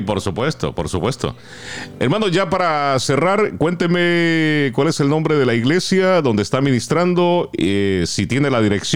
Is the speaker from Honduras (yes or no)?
yes; San Pedro Sula, Cortés, Honduras; en la ciudad de San Pedro Sula, de allí soy yo, departamento de Cortés.